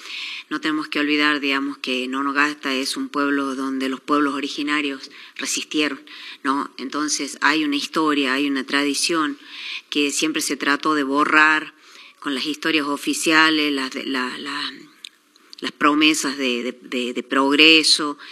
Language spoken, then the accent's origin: Spanish; Chilecito, La Rioja, Argentina; yo nací en Chilecito, me crié acá